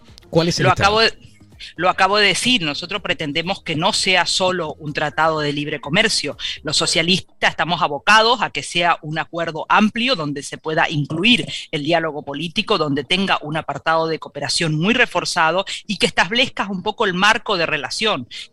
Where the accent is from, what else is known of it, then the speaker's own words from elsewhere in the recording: Corrientes, Argentina; de mi misma provincia donde yo soy, de Corrientes, Argentina, en el límite con Brasil y el límite con Paraguay. Yo soy de una región que se llama el Gran Chaco Latinoamericano